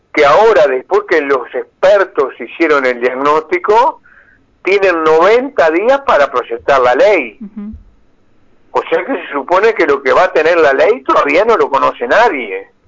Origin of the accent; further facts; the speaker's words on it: Fray Bentos, Río Negro, Uruguay; born there; seguramente ustedes llegan a Fray Ventos, que es mi pueblo de nacimiento.